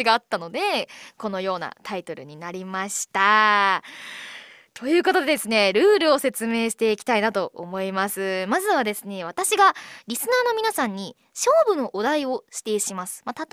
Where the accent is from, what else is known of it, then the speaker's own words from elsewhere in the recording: Miyagi, Japan; 私はね地元宮城県の愛を語りたいなと思います。